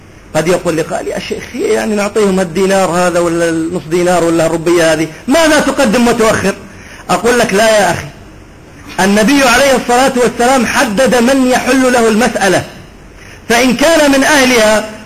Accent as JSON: {"language": "Arabic", "country": "Iraq", "said": "أنا أعرف لهجة أهل الفلوجة ولسانهم لأني من البلد"}